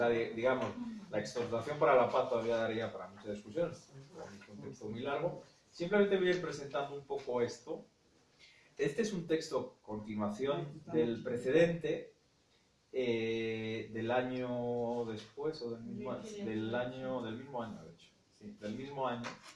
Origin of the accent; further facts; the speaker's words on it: England, United Kingdom; a mí me viene un poco de familia, pero pues yo nací y me crié en Inglaterra y demás